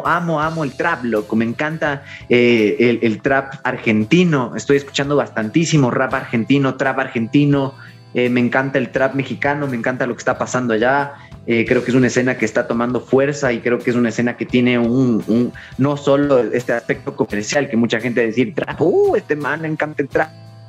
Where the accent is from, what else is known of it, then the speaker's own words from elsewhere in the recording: Ecuador; como ecuatorianos nos hemos negado un montón a colaborar entre nosotros